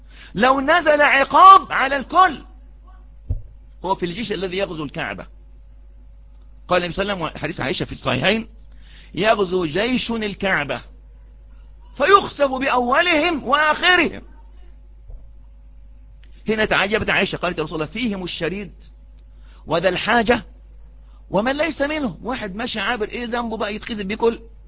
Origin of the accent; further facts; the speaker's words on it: Egypt; دي عادة وإحنا كشعب مصري مش عارفين بنعيد